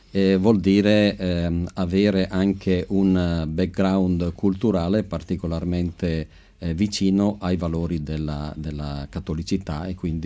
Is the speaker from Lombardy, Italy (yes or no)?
yes; Montichiari, Lombardy, Italy; sono un bresciano di confine. Montichiari confina con la provincia di Brescia, quindi Castiglione delle Stiviere.